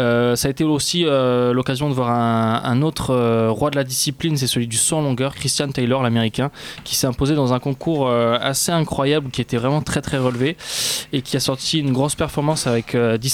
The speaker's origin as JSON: {"language": "French", "country": "France", "said": "Et je suis obligé de parler de la France puisqu'on est français."}